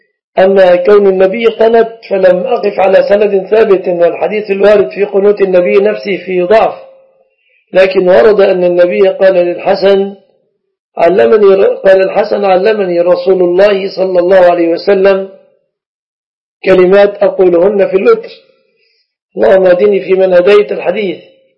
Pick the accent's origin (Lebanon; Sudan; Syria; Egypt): Egypt; أما في التقييد الكلي فالشبكة في بلادنا مصر من الصداق